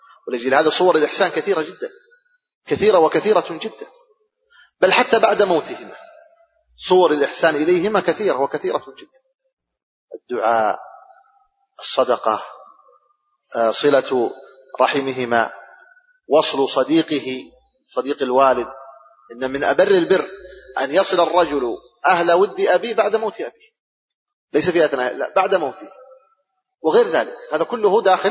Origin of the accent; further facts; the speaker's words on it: Saudi Arabia; بلادنا السعودية مثلا